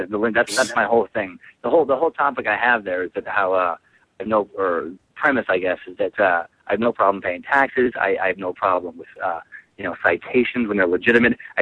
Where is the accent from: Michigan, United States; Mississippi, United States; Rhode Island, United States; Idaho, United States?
Idaho, United States; now in California, United States; I'm from Idaho, actually. I'm a Northwest guy, and I started doing comedy in Washington State. And, so I'm a Northwest transplant to California.